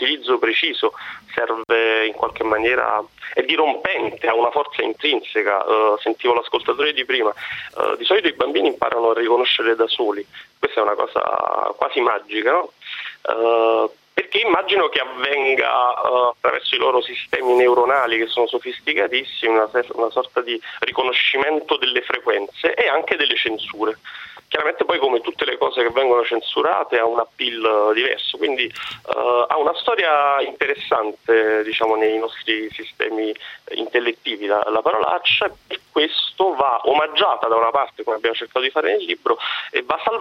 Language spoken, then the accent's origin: Italian; Naples, Campania, Italy; allo specifico io sono di Napoli